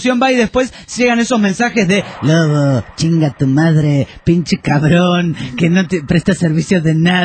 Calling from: Río Grande, Tierra del Fuego, Argentina; de Río Grande, Tierra del Fuego, Argentina.

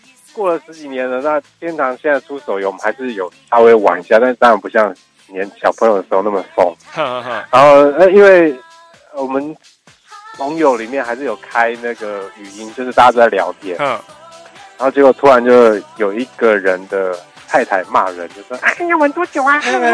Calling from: Taipei, Taiwan; 我是台北的

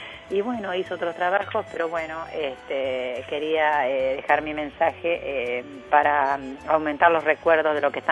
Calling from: Chacabuco, Buenos Aires Province, Argentina; de Chacabuco. … que fue camionero toda la vida.

